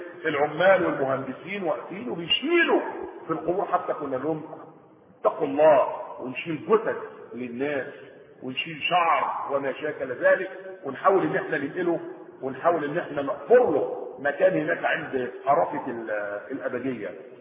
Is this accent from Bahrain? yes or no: no; Egypt; هو ده النظام الايه بتاع الطرق اللي ماشي عندنا في مصر